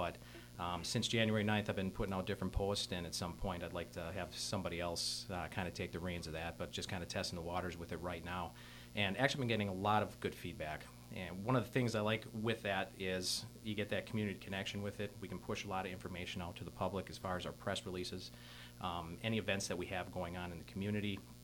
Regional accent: Wisconsin, United States; I'm actually very fortunate to be born and raised in Manitowoc County. My family has a very deep heritage here.

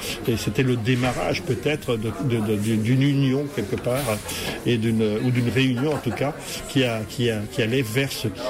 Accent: Rennes, Brittany, France; born there; j'ai décidé de rentrer en fait dans ma terre natale, parce que je suis né à Rennes, tout près d'ici.

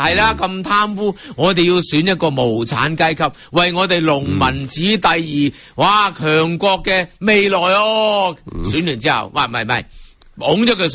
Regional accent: China; 为什么我们中国人我特别我们大学生那么悲凉呢

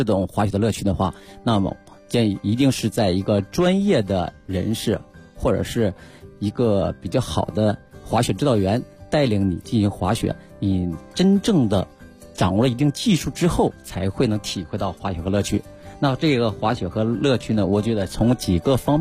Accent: Northeast China, China; born there; 从我出生的地方嘛，东北

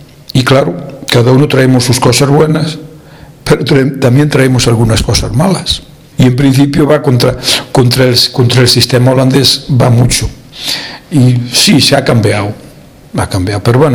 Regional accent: Galicia, Spain; now in Netherlands; yo soy de Orense, de un pueblecito de cerquita de Orense, hacíamos la vida mucho en la capital. Trabajaba en la capital, trabajaba en Orense mismo

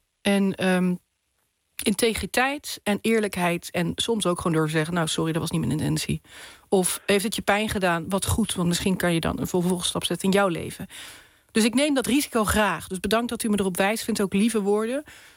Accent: Nuland, North Brabant, Netherlands; Nou, ik kom uit Nuland, iedereen alvast weet, ik kom daar vandaan.

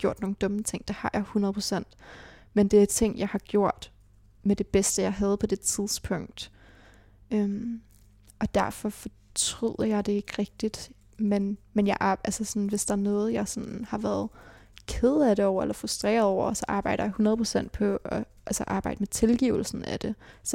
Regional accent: Charlottenlund, Capital Region, Denmark; also born or lived in Copenhagen; Jeg blev født i Nordvest, men levede et barndomsliv og teenageliv i Charlottenlund.

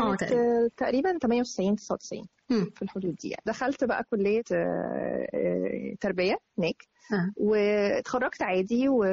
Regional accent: Arish, North Sinai, Egypt; also born or lived in Riyadh, Saudi Arabia; الوطن الأساسي العريش، بس أنا كان مسقط رأسي الرياض. الميلاد مكان ميلادك الرياض بس. وبعد كده رجعنا تاني للعريش مع والدي.

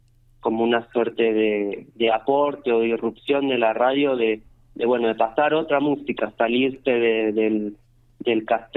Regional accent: Bariloche, Río Negro, Argentina; yo vengo de Bariloche, no es tan lejos, pero bueno, también soy de afuera

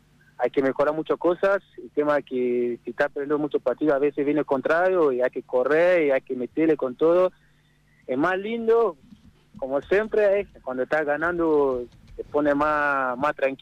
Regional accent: Nigeria; Spanish is a second language; now in Argentina; Sí. Sí, yo soy de Nigeria, sí.

